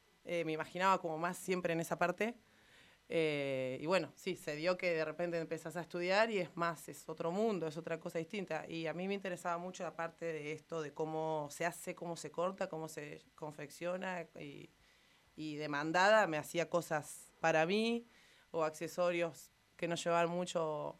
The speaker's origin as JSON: {"language": "Spanish", "town": "Santa Rosa", "region": "La Pampa", "country": "Argentina", "tie": "born or raised there", "also_born_or_lived": "La Plata", "said": "a los 2 años míos nos vinimos para acá, o sea, me crié en Santa Rosa, tengo toda mi familia acá."}